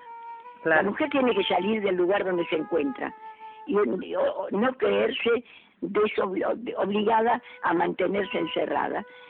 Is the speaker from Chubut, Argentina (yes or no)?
no; Córdoba, Argentina; yo soy cordobesa, para mí la provincia es más importante que la capital, ¿eh?